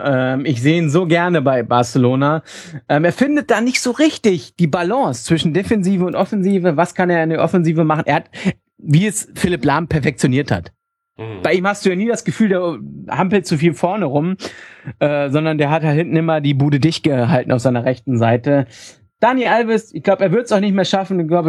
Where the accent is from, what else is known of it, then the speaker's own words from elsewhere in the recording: Leipzig, Saxony, Germany; Und da würde ich sagen, Nehme ich, als Leipziger.